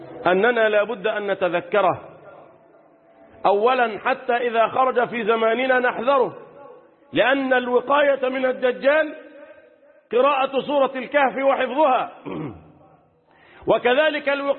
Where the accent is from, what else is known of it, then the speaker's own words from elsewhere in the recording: Egypt; اللهم احفظ بلدنا مصر